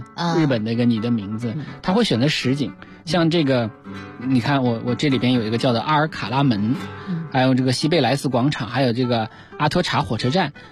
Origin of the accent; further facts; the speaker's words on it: Qiqihar, Heilongjiang, China; 我老家齐齐哈尔站